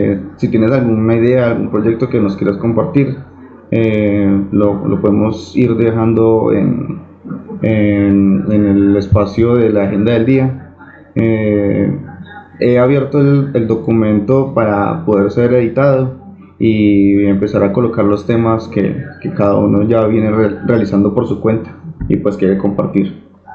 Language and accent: Spanish; Armenia, Quindío, Colombia; de Armenia, Colombia.